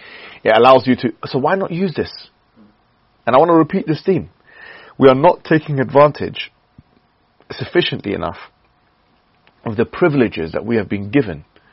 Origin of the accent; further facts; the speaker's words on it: United Kingdom; We're mostly British citizens here. I think all of us are British citizens.